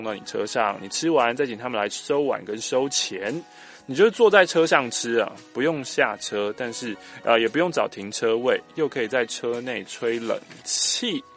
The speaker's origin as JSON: {"language": "Chinese", "town": "Ipoh", "region": "Perak", "country": "Malaysia", "tie": "born or raised there", "said": "从小到大我在这个地方长大呢都试过了"}